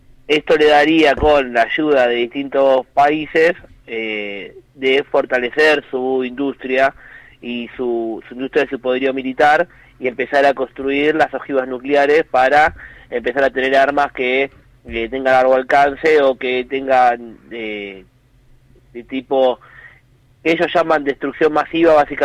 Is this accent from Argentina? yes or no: yes; Argentina; otro de los puntos que a nosotros como argentinos nos toca de lleno